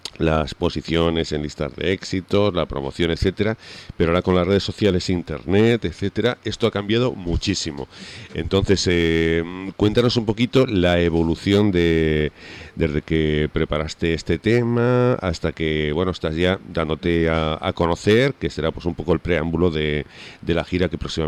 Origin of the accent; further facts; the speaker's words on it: Huesca, Aragon, Spain; born there; now in Canary Islands, Spain; yo estoy en donde nací, en Huesca, ¿sabes? Yo vivo en Canarias habitualmente, pero ahora mismo estaba ahí hablando desde Huesca.